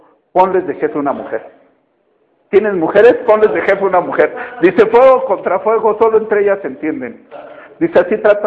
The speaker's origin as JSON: {"language": "Spanish", "country": "Mexico", "said": "Pero normalmente como mexicanos tendemos en eso."}